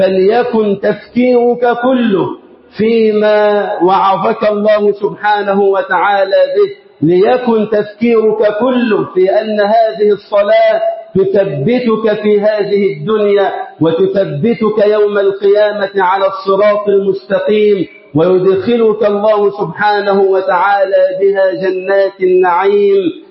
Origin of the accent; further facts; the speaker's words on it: Egypt; اللهم اجعل بلدنا مصر أمنا أمانا